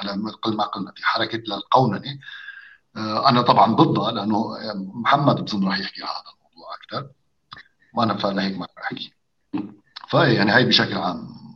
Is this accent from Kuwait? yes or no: no; Syria; لانه مثلا انا بحكي كسوري مثلا، نحن ما عندنا هالتدخل الشديد للفقه